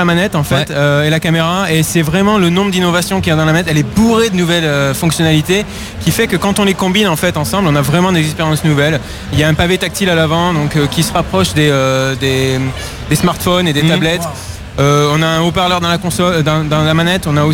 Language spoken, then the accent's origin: French; France; now in London, United Kingdom; Chez moi en France jamais.